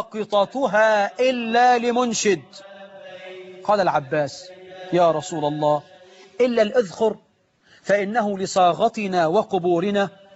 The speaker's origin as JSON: {"language": "Arabic", "country": "Egypt", "said": "اما لو شوية الحمام دول عندنا في مصر كانوا راحوا من زمان."}